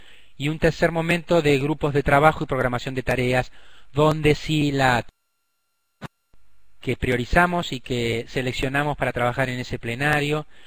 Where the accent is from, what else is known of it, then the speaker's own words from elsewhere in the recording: Argentina; nosotros somos Argentina, es un estado federal